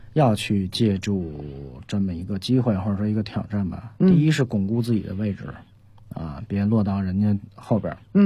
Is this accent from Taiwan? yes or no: no; Beijing, China; 我们作为比如说土生土长北京人去到了佛山，我们可能连当地的话都听不懂